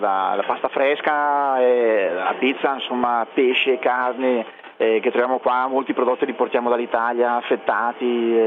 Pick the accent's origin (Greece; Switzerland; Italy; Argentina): Greece; Coccari; Italian is a second language; nel mio paesino che è Coccari, dove ci sono dei distributori automatici